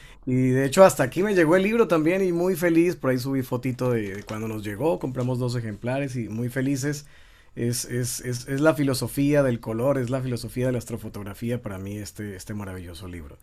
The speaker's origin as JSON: {"language": "Spanish", "country": "Colombia", "moved": "yes", "lives_now": "Tijuana, Mexico", "said": "Yo soy colombiano, hace 6 años estoy aquí en Tijuana, México."}